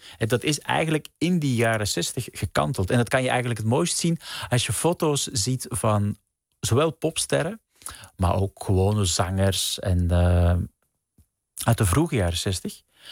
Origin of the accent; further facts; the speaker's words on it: Belgium; bijvoorbeeld in België waar ik vandaan kom